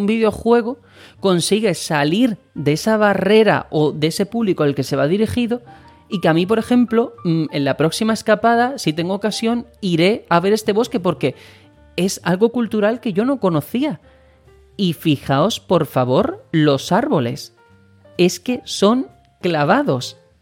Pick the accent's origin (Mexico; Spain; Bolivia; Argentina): Spain; un juego que técnicamente está ambientado y basado en mi país, en España, resulta que me descubre cosas de mi país, que es España, que yo, como español, no conocía